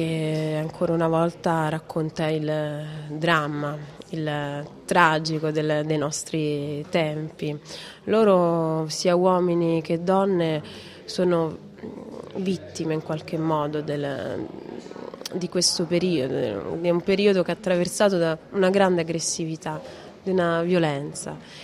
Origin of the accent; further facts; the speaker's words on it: Rome, Lazio, Italy; essendo io romana, nata e vissuta a Roma, tifosa della Roma